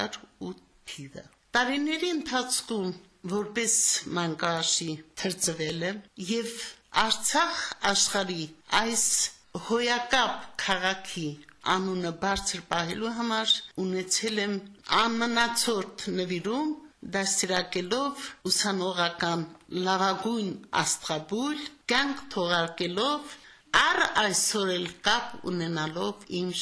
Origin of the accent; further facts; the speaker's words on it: Samtskhe-Javakheti, Georgia; moved away; also born or lived in Karabakh; ես ասում եմ ավելի շատ ես Ղարաբաղցի եմ, քան Ջավախցի։